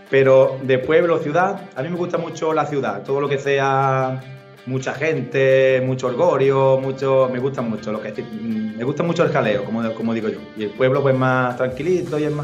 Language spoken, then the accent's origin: Spanish; Málaga, Andalusia, Spain; born there; Yo soy de pueblo. Pero me gusta. A mí me gusta mucho la ciudad. Yo nací en Málaga, estuve aquí viviendo con mis padres.